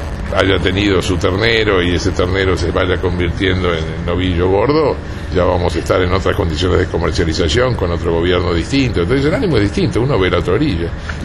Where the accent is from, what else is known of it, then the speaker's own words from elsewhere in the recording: Argentina; No, somos parte de la Argentina, ¿no?